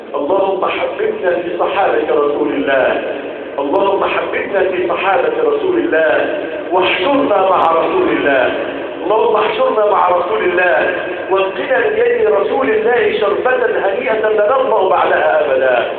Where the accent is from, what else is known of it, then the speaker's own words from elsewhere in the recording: Egypt; اللهم احفظ بلادنا مصر